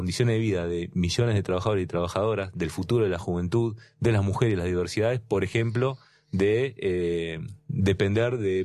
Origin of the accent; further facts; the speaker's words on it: Neuquén, Argentina; Yo vengo de la provincia de Vaca, sí, Muerta